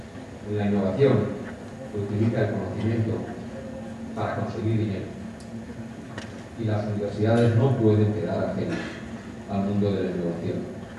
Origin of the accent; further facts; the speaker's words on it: Valencian Community, Spain; como valenciano, estoy convencido de que hay un futuro fantástico en nuestra comunidad